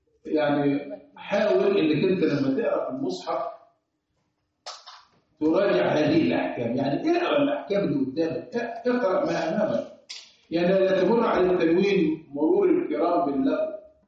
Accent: Egypt; لانه برضه احنا كمصريين لنا الترقيق بتاعنا مش منضبط شويه

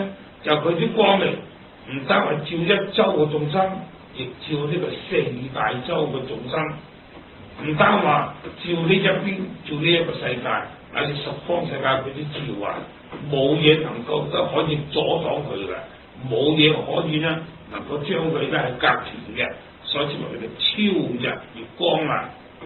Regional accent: China; 我哋中国人做字真系好聪明嘅。

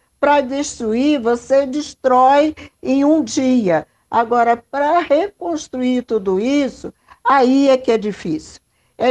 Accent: Rio de Janeiro, Brazil; now in São Paulo, Brazil; Eu sou do Rio de Janeiro, vim para São Paulo, passei por tudo aquilo

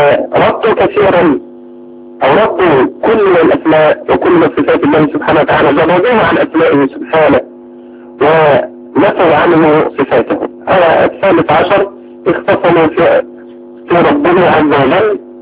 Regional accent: Egypt; استحدثوا كل المحدثات في بلادنا مصر

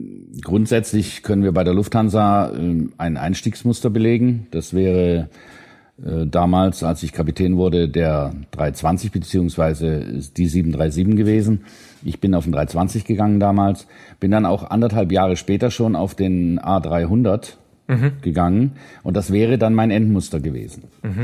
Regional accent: Winnenden, Baden-Württemberg, Germany; also born or lived in Bremen; now in Schorndorf, Germany; Geboren bin ich in Bremen, aufgewachsen bin ich im legendären Winnenden. Da bin ich zur Schule gegangen, dann habe ich in Tübingen studiert.

